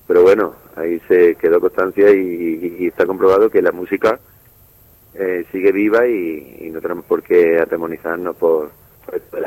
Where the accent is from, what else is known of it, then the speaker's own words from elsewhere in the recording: Andalusia, Spain; somos de Andalucía, ¿no? Uno de Pozo Blanco en Córdoba, otro de aquí de Granada, somos gente de aquí del sur. Y bueno, nos vinimos aquí a Granada buscando un sueño